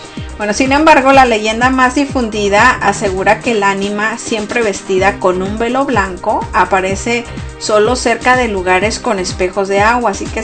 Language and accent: Spanish; Mexico; Yo, que soy mexicana, debería de enterarme un poquito más de esto, ¿verdad?